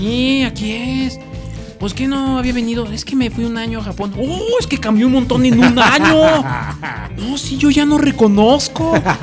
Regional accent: Mexico City, Mexico; No, es que yo estoy hablando como chilango.

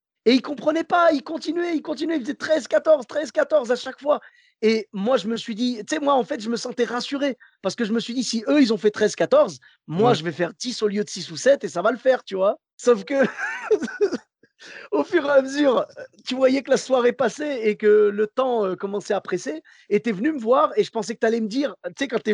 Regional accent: Bordeaux, Nouvelle-Aquitaine, France; Ben moi, comme je venais de Bordeaux

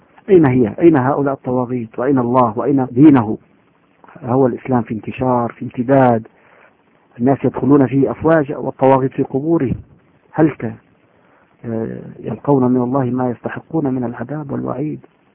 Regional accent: Syria; حزب البعث عندنا في سوريا له 30-40 سنة جيل بعد جيل

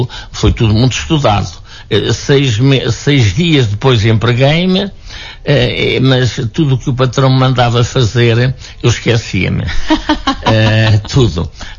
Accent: Portugal; now in Lisbon, Portugal; eu vim de Lisboa de propósito para assistir à festa da minha aldeia

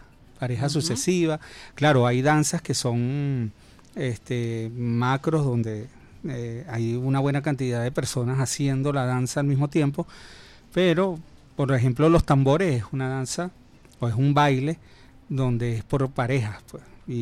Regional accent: Venezuela; Porque es que somos venezolanos

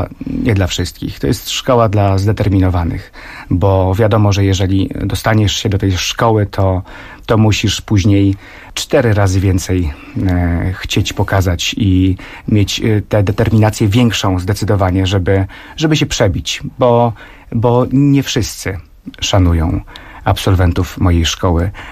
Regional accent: Szczecin, West Pomeranian Voivodeship, Poland; jestem ze Szczecina, więc jak się przedstawiałem, to już to było słychać, prawda?

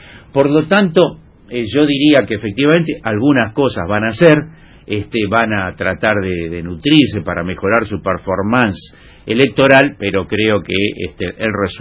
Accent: Argentina; estamos dispuestos a militar más que nunca para que eso ocurra como argentinos y como latinoamericanos

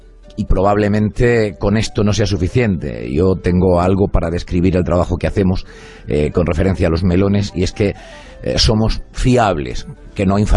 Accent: Balsicas, Region of Murcia, Spain; yo soy de aquí, yo soy de Torre Pacheco, más exactamente de un pueblecito del término de Torre Pacheco, pero más exactamente de un pueblo cercano, de Balsicas.

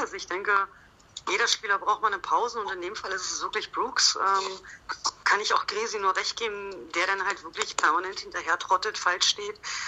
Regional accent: Berlin, Germany; ich komme gebürtig aus Berlin.

